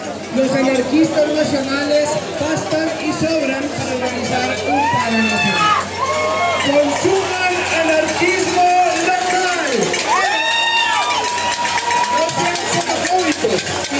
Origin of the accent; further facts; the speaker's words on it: Bogotá, Colombia; Y es muy compromiso como bogotano venir y recordarlo cada vez que estoy en el país.